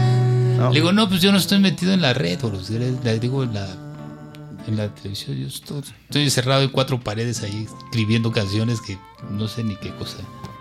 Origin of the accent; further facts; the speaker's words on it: Jáltipan, Veracruz, Mexico; now in Mexico City, Mexico; El chistecito de que yo esté aquí, por ejemplo, en la capital, es que escuché al Negro Ojeda allá en mi pueblo, en Jaltipan